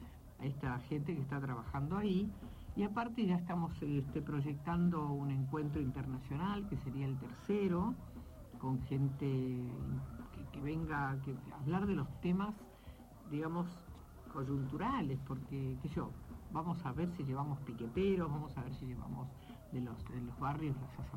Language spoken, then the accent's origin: Spanish; La Plata, Buenos Aires Province, Argentina; los que somos platenses sabemos muy bien dónde funcionaban